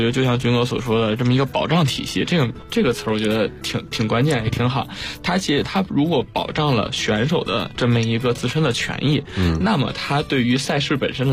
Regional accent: Beijing, China; 因为我也是北京人，军哥也是北京人

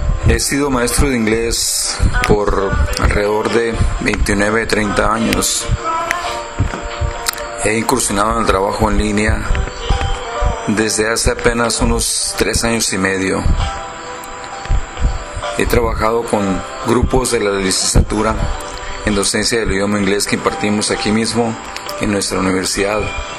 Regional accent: Culiacán, Sinaloa, Mexico; soy de Culiacán, Sinaloa, México.

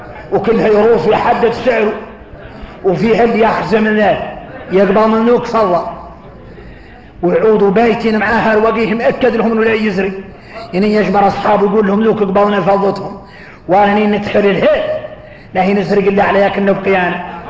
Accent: Mauritania; احنا موريتاني احنا موريتاني

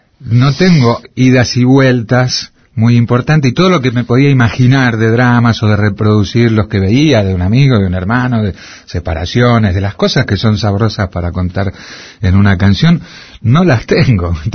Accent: Argentina; yo soy muy argentino, entonces tengo el choque

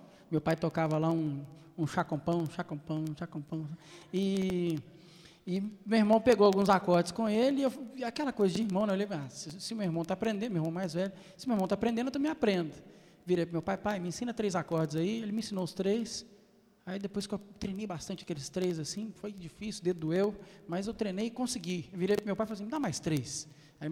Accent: Belo Horizonte, Minas Gerais, Brazil; sou lá de Belo Horizonte. Eu comecei a tocar violão com 14 anos e já ministrar na minha igreja já com 14 anos. Hoje eu estou com 34.

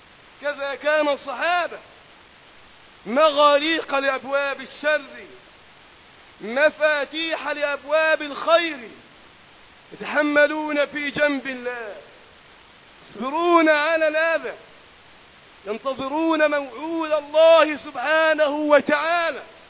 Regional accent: Egypt; اللهم احفظ بلدنا مصر وسائر بلاد

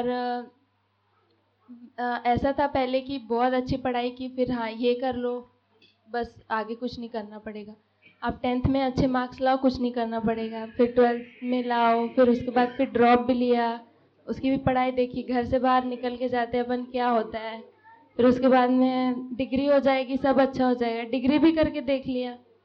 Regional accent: Bargarh, Odisha, India; moved away as an adult; और मैं बरगढ़ से हूँ, ओडिशा से। और अभी मुझे यहाँ शिफ्ट हुए 4 महीने के आसपास होने वाले हैं। अभी मैं ही शिफ्ट हुई हूँ, मेरी फैमिली शिफ्ट नहीं हुई है, पर उनकी सहमति है।

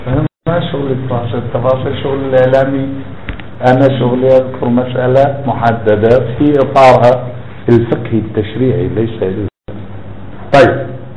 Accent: Iraq; طبعا أنتم تعرفون أن احنا عراقيين ناس يعني عندنا موقف

